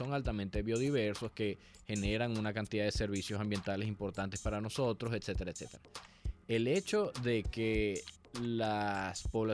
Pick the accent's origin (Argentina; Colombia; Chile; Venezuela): Venezuela; Así que nosotros como venezolanos tenemos que tener mucho cuidado